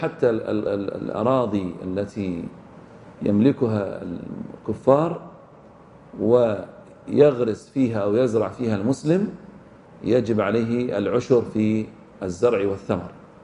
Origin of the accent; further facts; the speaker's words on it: Egypt; وحددها العلماء عندنا بمصر والشام والعراق